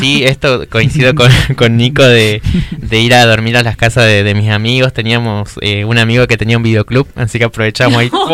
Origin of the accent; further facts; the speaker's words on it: Buenos Aires, Argentina; yo que vengo de Buenos Aires, mi infancia fue ahí en el barrio 31 también.